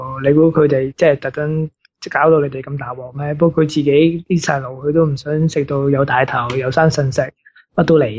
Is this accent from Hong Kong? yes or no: no; Australia; 咁即系作为一个澳洲人，我梗系维护本国利益噶啦